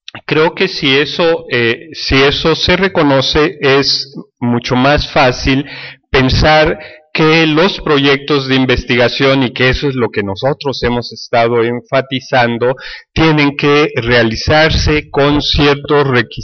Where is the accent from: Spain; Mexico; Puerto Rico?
Mexico; en términos de mi experiencia como mexicano